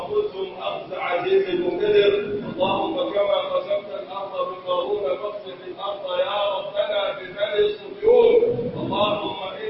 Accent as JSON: {"language": "Arabic", "country": "Egypt", "said": "من أرادنا أراد بلدنا مصر بخير وفقه لكل خير"}